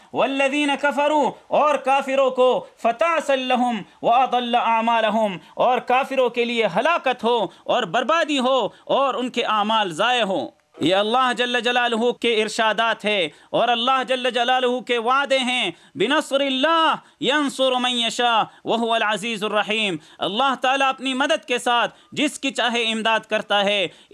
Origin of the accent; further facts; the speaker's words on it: Pakistan; ہم خود پاکستانی ہیں، ہم پاکستان کے باسی ہیں، پاکستان کے اولاد ہیں